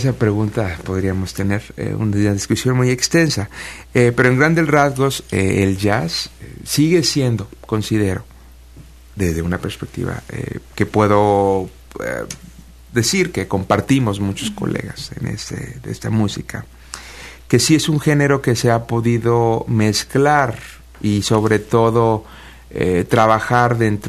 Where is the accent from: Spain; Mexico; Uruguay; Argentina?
Mexico; born there; a México hace 5 años, entonces estoy comenzando a conocer este hermoso país. Yo nací en México, pero no me crié aquí.